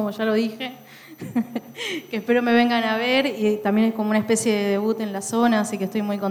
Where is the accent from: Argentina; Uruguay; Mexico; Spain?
Argentina; Corrientes; moved away; yo soy de Corrientes, pero me fui hace muchos años, no pertenezco a la escena local.